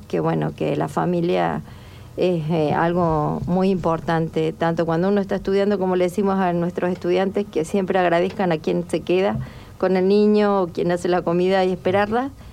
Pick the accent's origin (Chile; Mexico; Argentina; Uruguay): Argentina; Maisonave, La Pampa; born there; also born or lived in Realicó; Bueno, yo nací en un pueblito muy pequeño de La Pampa, que se llama Maisonave, ¿sí? Luego, luego ya viví en Realicó, que es un pueblo más grande